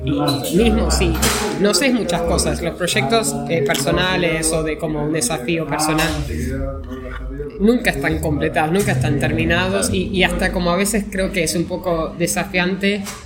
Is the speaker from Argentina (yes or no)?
yes; Rosario, Santa Fe, Argentina; soy de Rosario y quiero hacer una guía